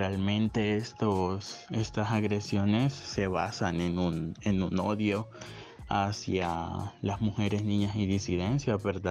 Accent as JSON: {"language": "Spanish", "town": "Tegucigalpa", "region": "Francisco Morazán", "country": "Honduras", "said": "soy de Tegucigalpa"}